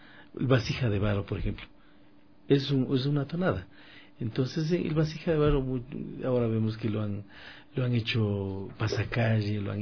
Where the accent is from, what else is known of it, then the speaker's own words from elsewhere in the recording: Latacunga, Cotopaxi, Ecuador; Somos hermanos ecuatorianos. A los amigos oyentes, La Tacunga queda en el centro del país.